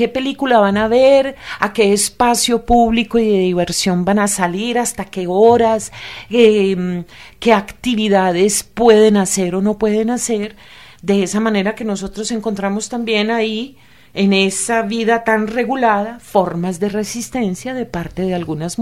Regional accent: Antioquia, Colombia; en Antioquia es muy frecuente, yo soy antioqueña, amo profundamente mi tierra

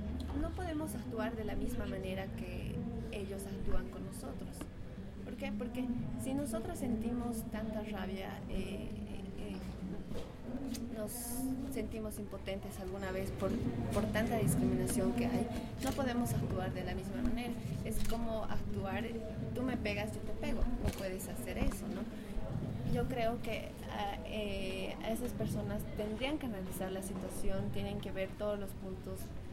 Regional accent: Oruro, Bolivia; Soy orureña, colombiana orureña. He nacido en una comunidad de Oruro. Soy aymara, me considero aymara. Tengo 20 años

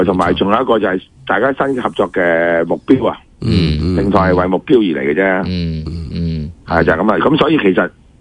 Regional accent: Hong Kong; 我哋香港人

